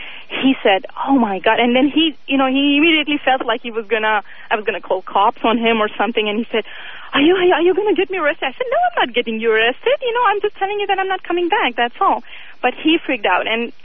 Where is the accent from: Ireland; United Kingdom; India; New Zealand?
India; I'm from India, and my ex-husband was from India.